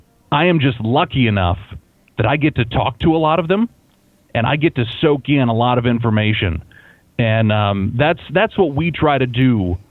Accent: United States; growing up in Cass County, I had the opportunity to meet with a lot of farmers

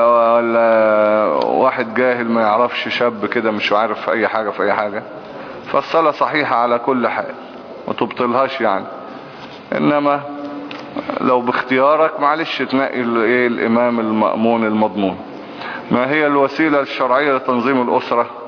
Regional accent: Egypt; مش مصلحة ان احنا نقعد نطحن في بعض ونموت بعض يعني كمصريين يعني.

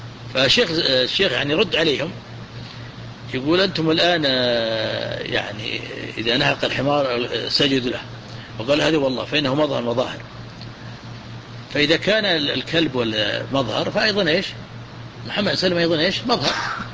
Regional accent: Najd, Saudi Arabia; هو حبه في العالم عندنا في نجد

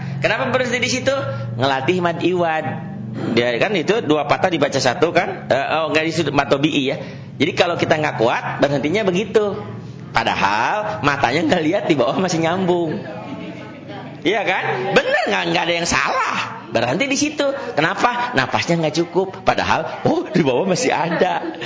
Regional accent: Sukabumi, West Java, Indonesia; also born or lived in Batak; saya ini orang Sukabumi, lahir di Sukabumi, tapi lama di terminal.

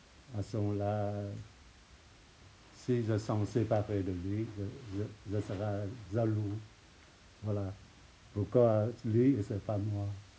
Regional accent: Vietnam; moi je suis vietnamien, il y a le pays, il y a mes parents, il y a des ancêtres, tout ça.

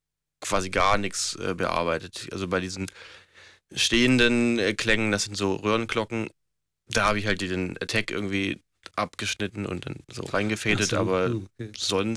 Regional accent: Southern Germany, Germany; da komme ich aus Süddeutschland, und da ist irgendwie, gibt's Blasmusik, weiß ich nicht, Tradition, oder jedes Ort hat eigentlich irgendwie so seine eigene Blaskapelle.

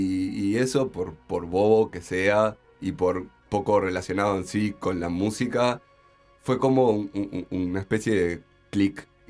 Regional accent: Chuy, Rocha, Uruguay; moved away; Yo soy de Chuy, me vine en el 2010.

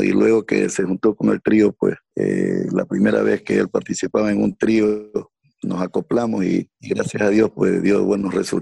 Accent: Pimocha, Los Ríos, Ecuador; also born or lived in Montalvo; yo en realidad nací en Montalvo, pero me crié en la parroquia Pimocha.

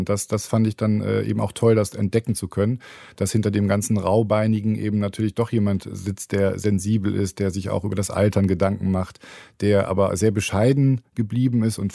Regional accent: Hamburg, Germany; also born or lived in Hannover; now in Cologne, Germany; Und ich bin auch kein Kölner, ich bin ja Immi, wie man hier sagt, in Hannover geboren, aus Hamburg dann irgendwann über Aachen nach Köln gekommen.

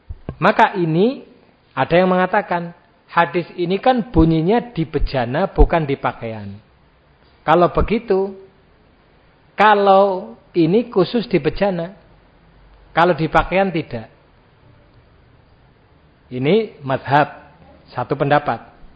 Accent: Java, Indonesia; Nah, sekarang banyak anak muda enggak tahu bahasa Jawa ya. Kita orang Jawa sebetulnya yaitu tadi ya perlu latihan ya.

